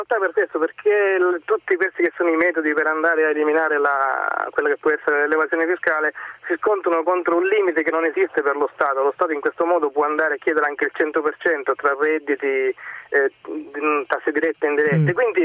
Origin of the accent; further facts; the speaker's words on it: Sicily, Italy; io per esempio che sono siciliano